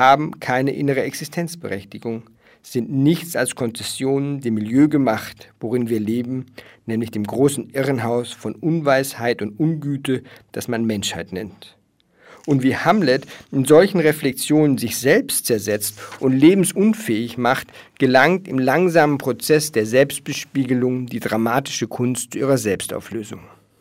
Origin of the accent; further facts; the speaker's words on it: Germany; Wir haben nämlich in der Schule, also ich komme aus Deutschland, da wird es die 9. oder 10. Klasse gewesen sein. Das ist bei euch, glaube ich, die 5. hier in Österreich.